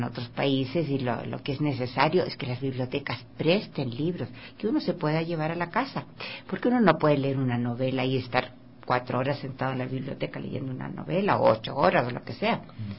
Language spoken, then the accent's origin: Spanish; Chile; yo soy chilena, en Chile ya las bibliotecas tienen una tradición de años